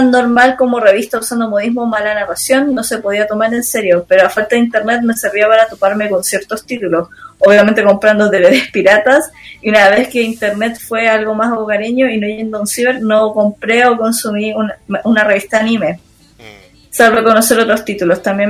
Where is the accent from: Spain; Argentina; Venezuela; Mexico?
Argentina; primero diré que soy de Argentina